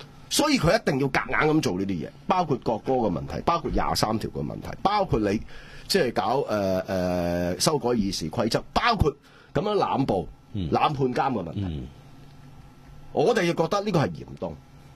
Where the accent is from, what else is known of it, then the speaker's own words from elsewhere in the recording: Hong Kong; 借民族主义来玩我们香港人的时候，你还去嘘他？